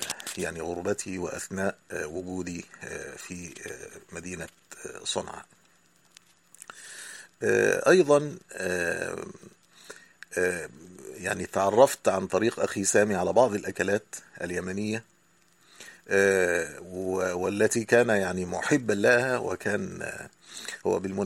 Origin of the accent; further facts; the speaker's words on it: Egypt; المدارس الأهلية تسمى عندنا في مصر المدارس الخاصة